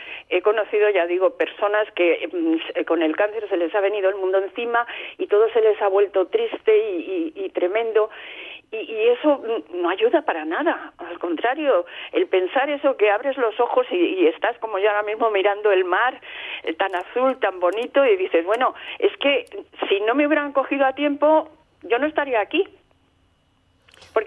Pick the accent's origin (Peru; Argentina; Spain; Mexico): Spain; Madrid, Community of Madrid; now in Almería, Spain; yo soy de Madrid, pero hace 25 años que vivo en Almería